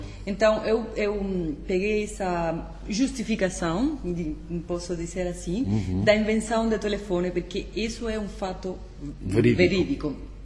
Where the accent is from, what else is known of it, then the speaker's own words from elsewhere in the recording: Cuba; Portuguese is a second language; porque é uma sociedade, a sociedade cubana, onde eu cresci. Quando eu fui pequena, nos anos 70, 80